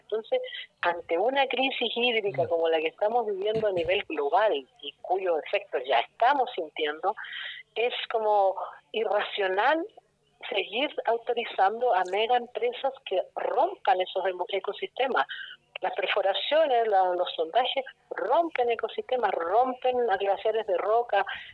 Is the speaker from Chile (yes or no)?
yes; Chile; cómo nosotros, como chilenos, no podemos defender algo